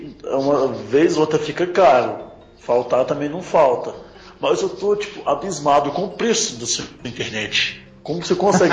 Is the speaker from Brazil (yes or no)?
yes; Minas Gerais, Brazil; Eu não sou gaúcho, eu sou mineiro.